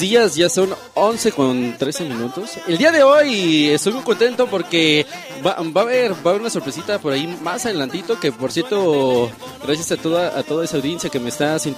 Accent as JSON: {"language": "Spanish", "country": "Mexico", "said": "a veces ya nosotros como mexicanos a veces ya pues vemos a una persona de pequeña edad"}